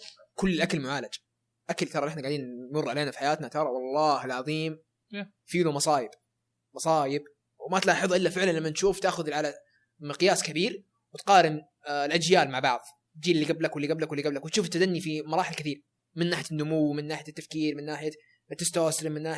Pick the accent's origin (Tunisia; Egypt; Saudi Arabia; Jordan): Saudi Arabia; يعني عندنا في السعودية ترى غير مختلفة